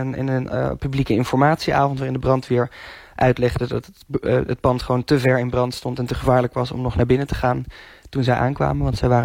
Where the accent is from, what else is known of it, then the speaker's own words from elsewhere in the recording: North Brabant, Netherlands; en ik kom uit de buurt van Vught